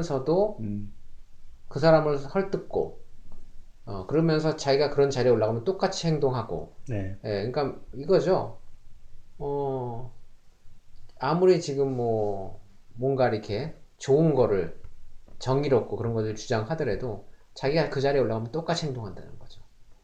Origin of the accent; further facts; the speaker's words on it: South Korea; 저도 한국 사람이지만